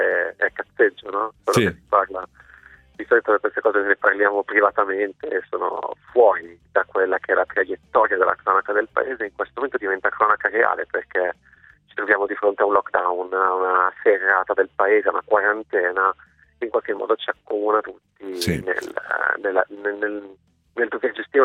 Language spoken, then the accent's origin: Italian; Lodi, Lombardy, Italy; Buongiorno, ma io sono di Lodi.